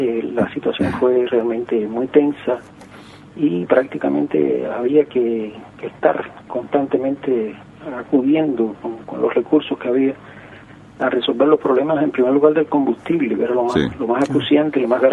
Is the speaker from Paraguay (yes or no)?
no; Cuba; En mi país, primero de Finanzas, después de Economía